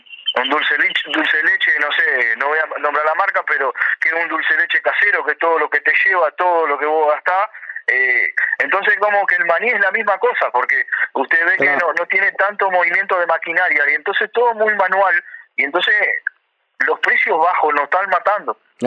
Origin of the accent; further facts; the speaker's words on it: Cerro Largo, Uruguay; Yo soy de Cerro Largo, estoy en la zona de Cerro Largo. De Cerro.